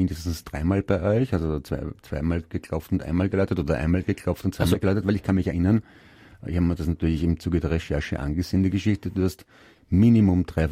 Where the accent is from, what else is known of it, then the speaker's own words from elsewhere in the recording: Germany; wir sind ja beide Deutsche